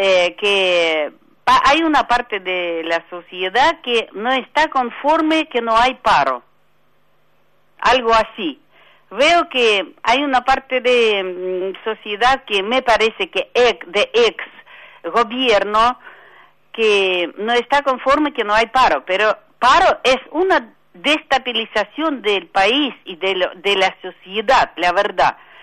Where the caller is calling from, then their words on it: La Tablada, Buenos Aires Province, Argentina; de Tablada.